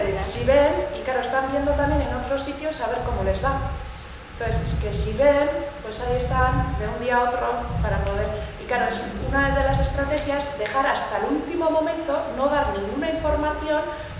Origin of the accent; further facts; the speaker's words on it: Bilbao, Basque Country, Spain; yo soy de Bilbao y yo vivía en Recalde